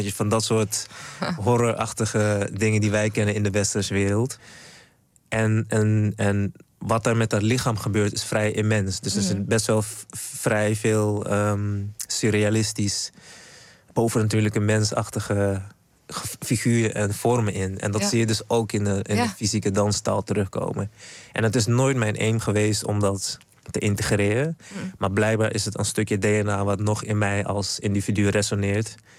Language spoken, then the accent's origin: Dutch; Suriname; Ik kom natuurlijk uit Suriname. En een van de dingen waarmee ik ben opgegroeid is bijvoorbeeld Winti.